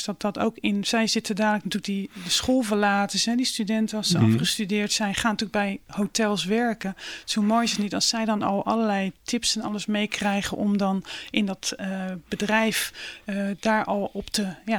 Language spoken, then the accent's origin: Dutch; Rotterdam, South Holland, Netherlands; Ja, nou, ik ben een Rotterdamse puur sang, geboren en getogen in Rotterdam-Noord.